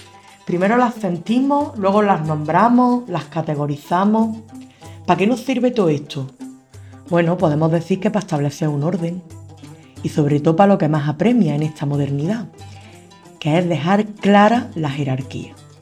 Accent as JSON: {"language": "Spanish", "region": "Andalusia", "country": "Spain", "accent": "Andalusian", "said": "Como en andaluz esto nos cuesta"}